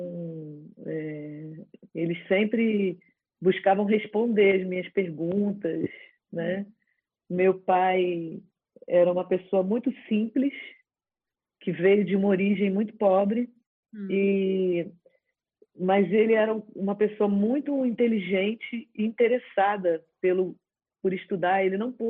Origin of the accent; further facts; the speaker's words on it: Rio de Janeiro, Brazil; Eu vivo no Brasil, sou brasileira, né? Sou carioca, nascida no Rio de Janeiro